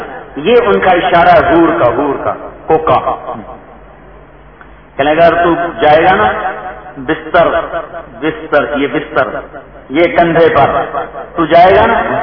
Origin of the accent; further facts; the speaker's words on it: Punjab, Pakistan; ایک جماعت آئی ہمارے تلمبا، ہمارا ساتھی آپ کے گاؤں قصبہ ہے، ساتھ میرا گاؤں ہے